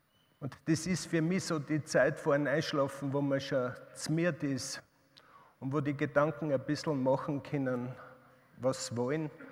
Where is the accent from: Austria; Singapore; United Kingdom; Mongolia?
Austria; Upper Austria; Ich bin in Oberösterreich in einer Kreislerei aufgewachsen.